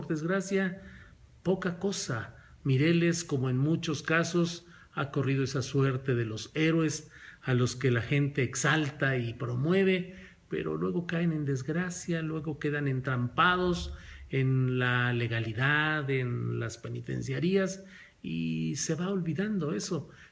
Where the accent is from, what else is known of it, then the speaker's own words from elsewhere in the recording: Spain; Soy española.